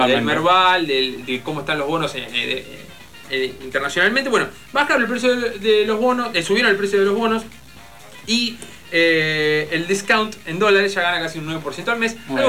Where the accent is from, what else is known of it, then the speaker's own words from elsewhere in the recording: Argentina; Algo que se hubiese pasado acá y se dice, claro, ¿qué querés? Somos argentinos.